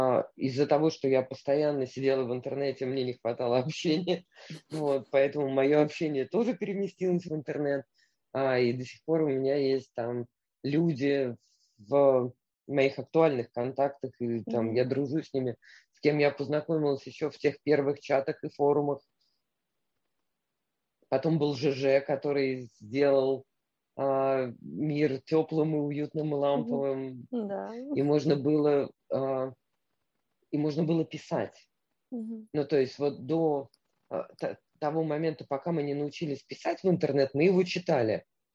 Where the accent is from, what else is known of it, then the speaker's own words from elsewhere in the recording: Moscow, Russia; То, что я там родилась, выросла в Москве